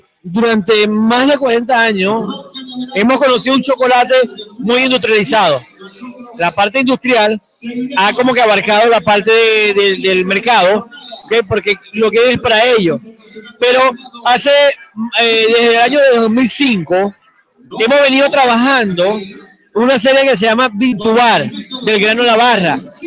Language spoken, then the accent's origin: Spanish; Cabimas, Zulia, Venezuela; Yo soy natural de Cabima, Estado Zulia.